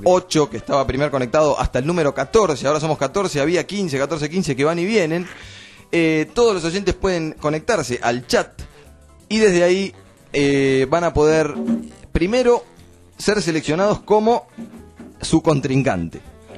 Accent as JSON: {"language": "Spanish", "country": "Argentina", "said": "Como argentinos en este sentido, somos un poco de la improvisación y de la suerte"}